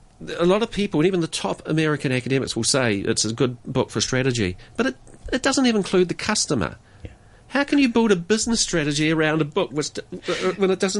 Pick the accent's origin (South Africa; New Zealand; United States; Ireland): New Zealand; I'm not British, by the way. If anyone listening to this, I'm a Kiwi.